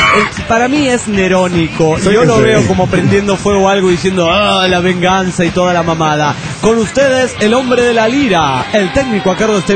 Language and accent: Spanish; Tuluá, Valle del Cauca, Colombia; Tuluá, mi tierra natal, amenazaron a la policía